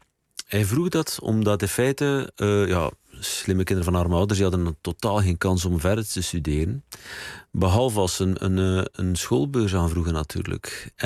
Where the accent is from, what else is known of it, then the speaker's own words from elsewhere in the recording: Knesselare, Flanders, Belgium; Mijn opa was volgens mij de eerste socialist van het kleine dorp Kneslaren, waar ik vandaan kom.